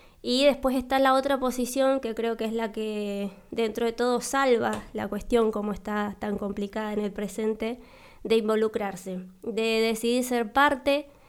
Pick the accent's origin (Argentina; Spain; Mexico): Argentina; San Martín; yo soy nacida y criada acá en San Martín.